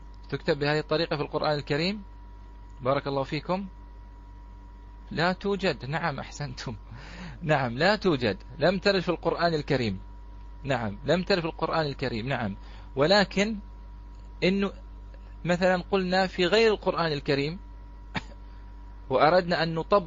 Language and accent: Arabic; Bahrain; هذه بالعامية عندنا في البحرين، نقول يا الله